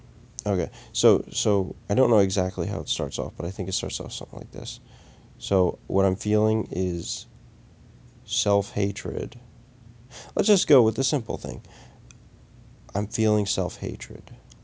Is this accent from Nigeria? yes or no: no; United States; born there; I was born in Western civilization, in the United States of America, where being is not valued nearly as much as doing.